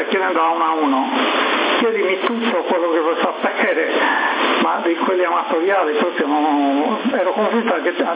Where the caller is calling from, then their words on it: Cagliari, Sardinia, Italy; sono da Cagliari, una grande soddisfazione, la mia stazione arriva dappertutto